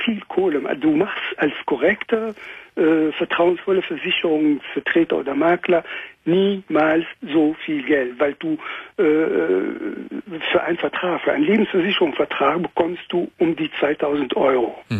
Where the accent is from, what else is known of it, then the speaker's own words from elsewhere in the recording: France; German is a second language; now in Germany; ich komme aus Frankreich, ne?